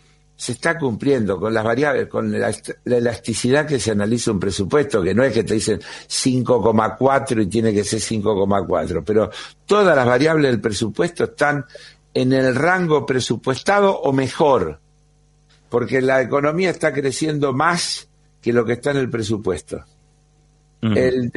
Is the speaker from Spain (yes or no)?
no; Argentina; no puede ser que los argentinos paguemos la carne como en China o en París.